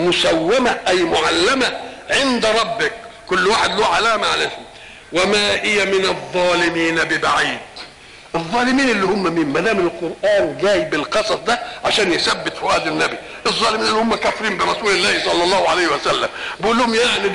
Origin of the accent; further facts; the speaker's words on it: Egypt; مثلا الحضارة التي عندنا في مصر